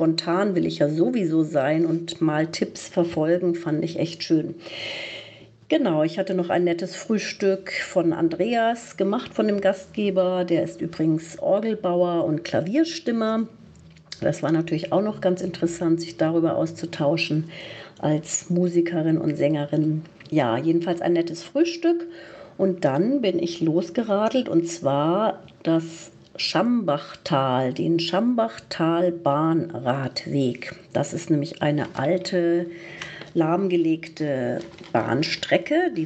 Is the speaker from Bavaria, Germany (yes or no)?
yes; Zorneding, Bavaria, Germany; Das ist also wirklich mein Landkreis, wo ich aufgewachsen bin, in Zorneding eben